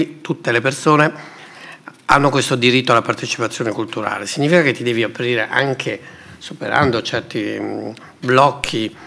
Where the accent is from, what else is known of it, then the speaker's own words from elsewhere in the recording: Sardinia, Italy; born there; Io sono nato in Sardegna e la Sardegna è costantemente preda di spacciatori di passato, no?